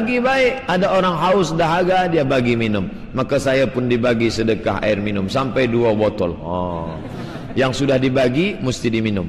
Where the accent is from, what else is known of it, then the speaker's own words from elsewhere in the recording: Indonesia; now in Malaysia; Ustaz, saya dari Indonesia mencari nafkah di Malaysia.